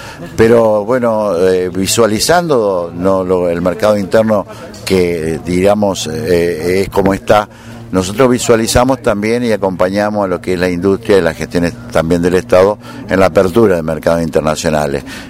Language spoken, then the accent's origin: Spanish; Argentina; lo dije con humildad de criollo y de hombre de campo, pero como argentino